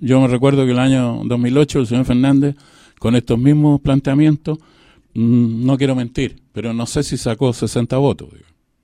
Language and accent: Spanish; Chile; como todo chileno y todo saballarino, me llama poderosamente la atención